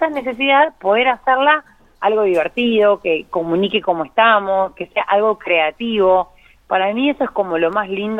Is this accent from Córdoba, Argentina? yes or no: no; Intendente Alvear, La Pampa, Argentina; a mi pueblo, que yo soy de Intendente Alvear